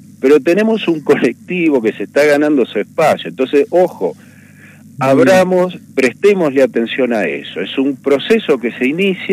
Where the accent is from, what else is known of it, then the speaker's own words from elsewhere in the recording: Buenos Aires, Argentina; Yo provengo de la ciudad de Buenos Aires y además soy profesor terciario universitario.